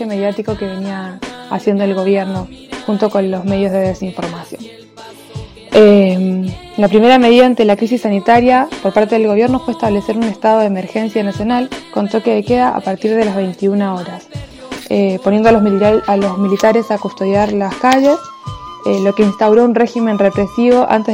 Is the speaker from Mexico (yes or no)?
no; Chile; now in Buenos Aires, Argentina; soy migrante chilena, vivo en Buenos Aires hace 10 años